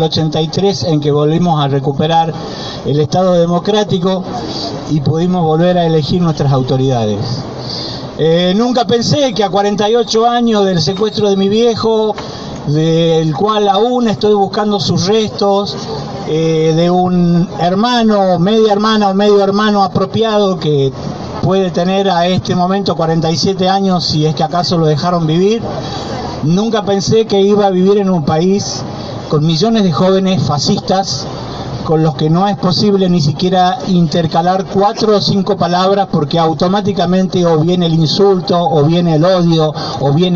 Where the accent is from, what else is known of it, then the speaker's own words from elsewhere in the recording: Tucumán, Argentina; Yo soy un tucumano nacido en la penúltima dictadura militar, antes de la última más sangrienta que tuvimos.